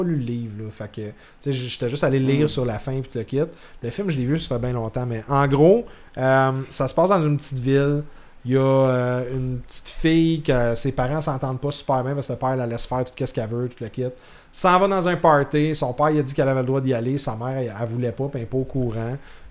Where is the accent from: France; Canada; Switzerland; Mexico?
Canada; parce que je suis pas dans mon pays d'origine, je peux pas l'écouter.